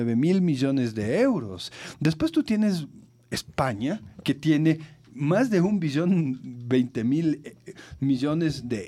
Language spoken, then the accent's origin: Spanish; Ecuador; en el momento que nosotros como ecuatorianos denunciamos el pago ilegítimo de la deuda